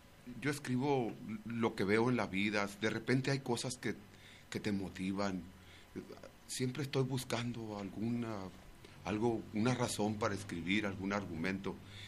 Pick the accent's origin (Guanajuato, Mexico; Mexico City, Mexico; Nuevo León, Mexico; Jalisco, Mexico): Jalisco, Mexico; Guadalajara; Señores, soy tapatío, yo nací en Guadalajara, en el mero Huentitán, muy cerca de la barranca